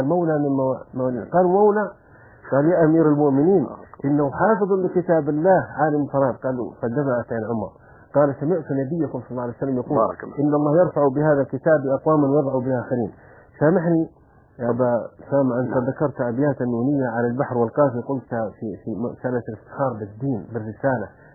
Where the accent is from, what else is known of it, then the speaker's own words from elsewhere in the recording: Saudi Arabia; لأنه قبل مثل الوحدة الوطنية مثل عندنا في السعودية كانت القبائل تتكاثر وكانت متناحرة